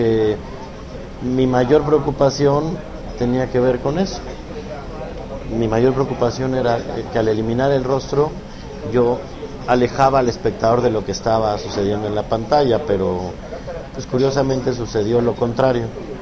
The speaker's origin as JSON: {"language": "Spanish", "country": "Mexico", "said": "o a lo que somos como mexicanos"}